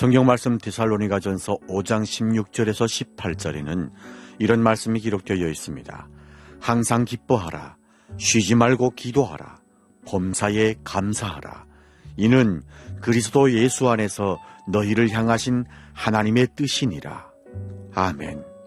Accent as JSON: {"language": "Korean", "country": "North Korea", "moved": "yes", "lives_now": "Seoul, South Korea", "said": "저는 탈북민"}